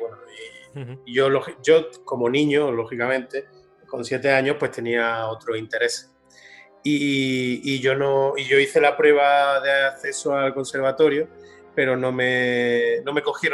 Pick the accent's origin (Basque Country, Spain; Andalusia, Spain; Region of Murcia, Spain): Andalusia, Spain; Úbeda; pues por aquí en mi pueblo, en Úbeda, pues estaba de moda que los niños de mi época se apuntaran al conservatorio